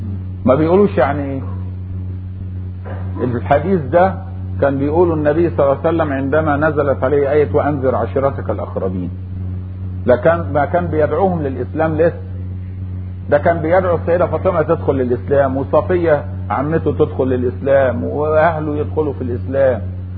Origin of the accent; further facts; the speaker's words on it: Egypt; ومن اهل مصر يا جماعة، واحنا بنقول ان احنا مصريين واجدادنا واحد